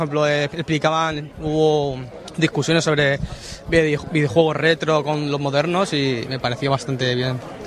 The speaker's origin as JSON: {"language": "Spanish", "town": "Alicante", "region": "Valencian Community", "country": "Spain", "said": "De aquí, Alicante."}